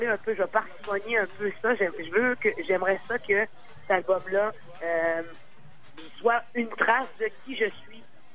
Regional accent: Quebec, Canada; Je suis québécoise, je suis née au Québec, mais je suis de nationalité haïtienne.

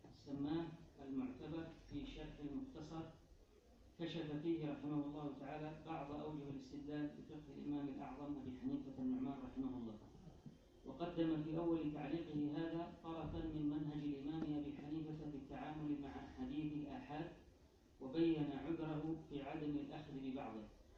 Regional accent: Yemen; تزخر فيه مكتبات المخطوطات في بلدنا اليمن

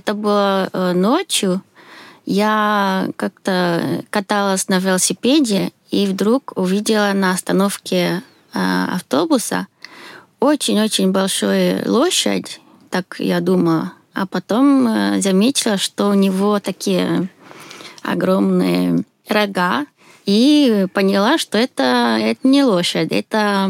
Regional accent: Sweden; Russian is a second language; now in Moscow, Russia; Я из Швеции. Сейчас живу в Москве.

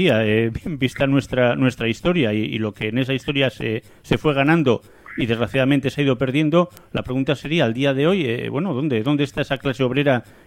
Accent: Asturias, Spain; yo también soy asturiano y descendiente de gente de esa zona, militantes socialistas.

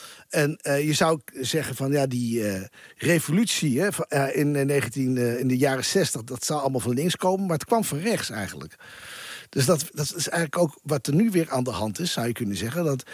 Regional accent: Assen, Drenthe, Netherlands; Ik kom uit Assen weg.

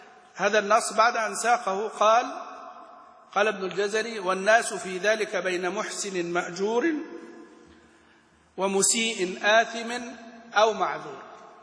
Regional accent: Egypt; نحن كمصريين مثلا ما نخرج الذال ذالا ولا الثاء ثاء ولا الضاء ضاء، وإنما نخرج الضاء ظاء، ونخرج الثاء ساء سين، ونخرج مثلا الذال زاي.

